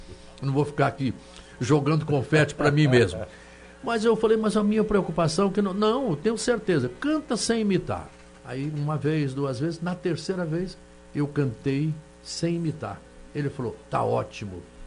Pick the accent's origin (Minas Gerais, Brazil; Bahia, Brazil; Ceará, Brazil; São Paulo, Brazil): Minas Gerais, Brazil; Ituiutaba; moved away; also born or lived in Rio de Janeiro; Eu saí da minha cidade natal, que é Ituiutaba, no Triângulo Mineiro, e fui para o Rio de Janeiro como estudante.